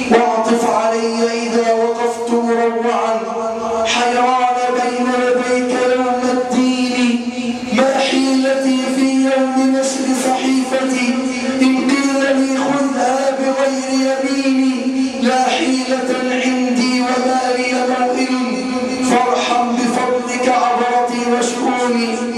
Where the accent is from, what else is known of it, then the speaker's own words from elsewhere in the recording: Egypt; اللهم ارفع عن بلدنا مصر الغلاء